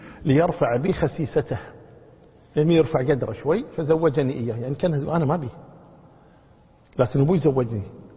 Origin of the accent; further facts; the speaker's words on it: Kuwait; عندنا في الكويت هنا البنوة مقدمة على الأبوة